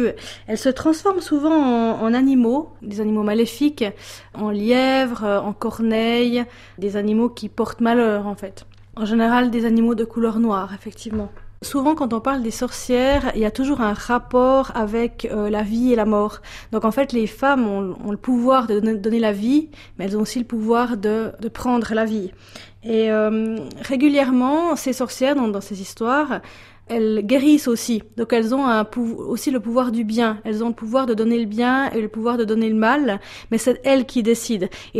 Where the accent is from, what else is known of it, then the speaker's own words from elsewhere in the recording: Neuchâtel, Switzerland; je suis une Neuchâteloise, donc il y a plus de patoisans de langue maternelle qui parlent le patois neuchâtelois. Par contre, on avait beaucoup de termes régionaux dans ma famille